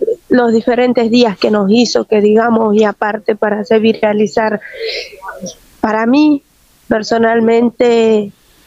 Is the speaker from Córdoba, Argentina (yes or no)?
no; Jujuy, Argentina; nosotros estamos acá en la ciudad de Buenos Aires desde el 1 de agosto, que vinimos de allá de Jujuy.